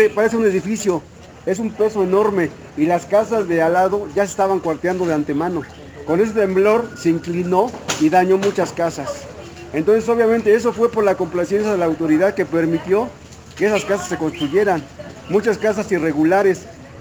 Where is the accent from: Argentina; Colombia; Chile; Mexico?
Mexico; Santa Cruz Acalpixca, Mexico City; Yo soy originario de Santa Cruz, Acalpizca